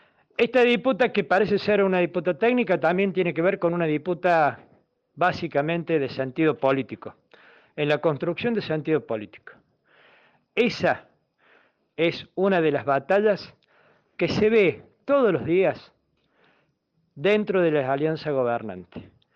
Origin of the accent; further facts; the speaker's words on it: Argentina; son los mismos motivos que hoy nos toca enfrentar como pueblo argentino.